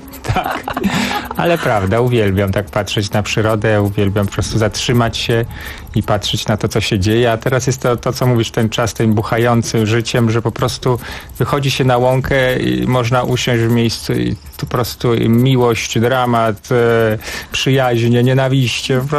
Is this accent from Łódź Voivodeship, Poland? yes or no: no; Podlaskie Voivodeship, Poland; Tak, pochodzę z Podlasia i wciąż chętnie tam wracam i wciąż uważam, że Podlasie, ten mój region rodzinny, gdzie się wychowałem, ma niezwykły urok.